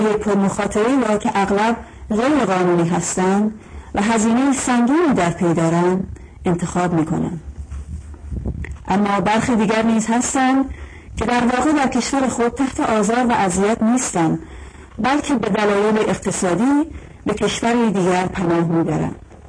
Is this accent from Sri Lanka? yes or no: yes; Sri Lanka; also born or lived in Ghana; now in United Kingdom; من در قاره آسیا سریلانکا به دنیا آمدم، به قاره آفریقا غنا مهاجرت کردم و در قاره اروپا بریتانیا اقامت گزیدم.